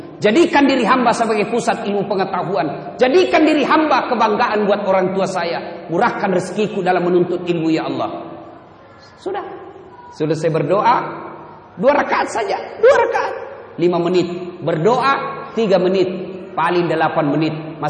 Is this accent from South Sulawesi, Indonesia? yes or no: yes; Pinrang, South Sulawesi, Indonesia; Naik mobil dari kampung saya di Pinrang, kurang lebih 200 km.